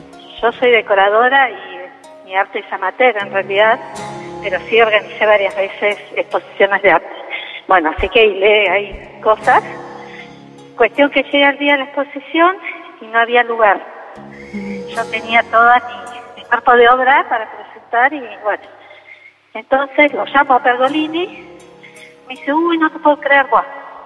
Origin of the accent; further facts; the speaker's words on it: General Pacheco, Buenos Aires Province, Argentina; De Pacheco.